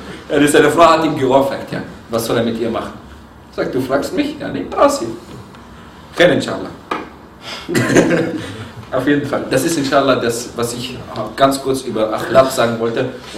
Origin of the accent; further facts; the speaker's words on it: Egypt; Ich bin Ägypter, du bist Ägypter.